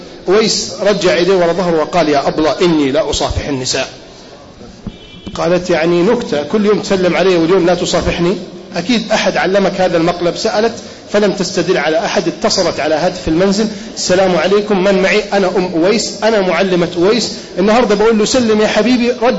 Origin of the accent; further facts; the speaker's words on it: Alexandria, Alexandria Governorate, Egypt; أنا اسكندراني ولا أخاف الحمد لله.